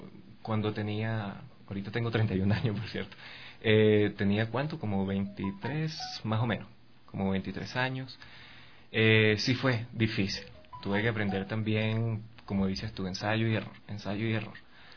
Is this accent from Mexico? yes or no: no; Venezuela; trabajé con unos chicos allá en mi país, o sea, en Venezuela, en sus tiendas de tatuajes.